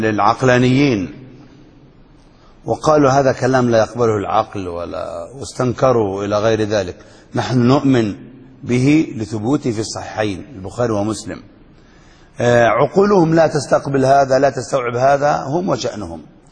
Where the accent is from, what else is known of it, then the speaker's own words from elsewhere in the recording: Yemen; وما شاء الله ما أكثرهم عندنا في اليمن المجانين اللي بيدعوا النبوة